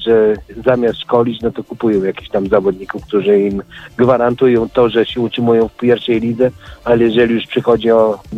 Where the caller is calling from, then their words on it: Kraków, Lesser Poland, Poland; Ja z Krakowa dzwonię.